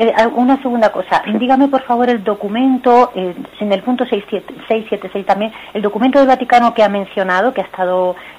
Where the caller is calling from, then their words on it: Madrid, Community of Madrid, Spain; de Madrid.